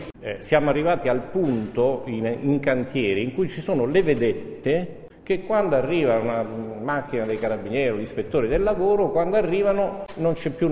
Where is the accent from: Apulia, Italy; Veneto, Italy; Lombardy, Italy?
Veneto, Italy; Venice; born there; Sì, io sono nato a Venezia, no?